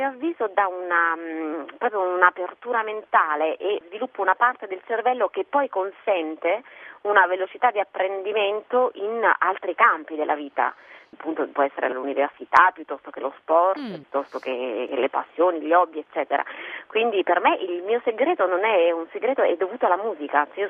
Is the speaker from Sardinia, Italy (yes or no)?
no; Lombardy, Italy; born there; now in Foggia, Italy; Diciamo che sono nata in Lombardia in realtà, sono lombarda di nascita